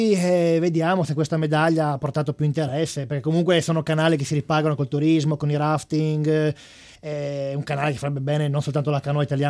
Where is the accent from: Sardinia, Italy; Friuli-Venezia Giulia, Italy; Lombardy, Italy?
Friuli-Venezia Giulia, Italy; Coltivata vigna, ovviamente, sono friulano